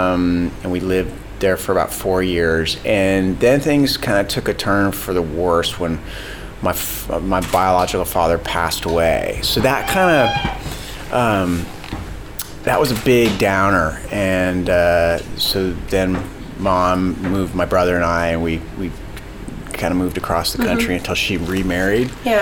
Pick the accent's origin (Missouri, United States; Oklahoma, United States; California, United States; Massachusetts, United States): Massachusetts, United States; Boston; born there; I was born in Boston, Massachusetts.